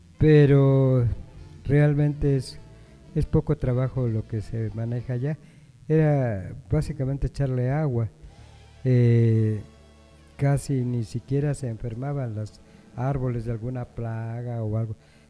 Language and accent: Spanish; Jalisco, Mexico; En el estado de Jalisco, pues lo que es mi pueblo, se sembraba mucho el maíz